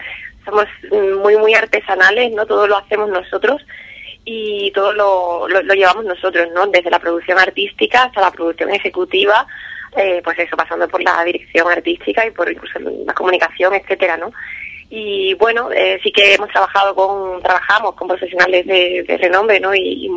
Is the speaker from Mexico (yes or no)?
no; San Fernando, Andalusia, Spain; Sí, somos de San Fernando, Cádiz, y bueno, de aquí de la provincia